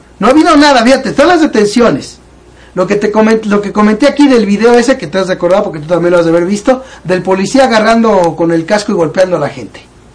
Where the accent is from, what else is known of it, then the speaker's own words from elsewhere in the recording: Mexico; claro que me duele decirlo porque soy mexicano. Porque mi familia está aquí.